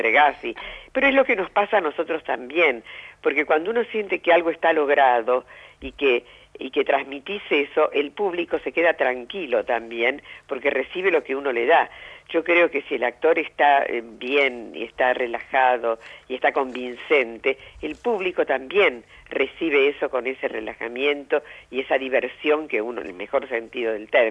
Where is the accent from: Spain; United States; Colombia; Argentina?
Argentina; Santa Fe; yo soy de Santa Fe, uh-huh. de la ciudad de Santa Fe, y mi papá era un hombre en Santa Fe, un hombre de la cultura y demás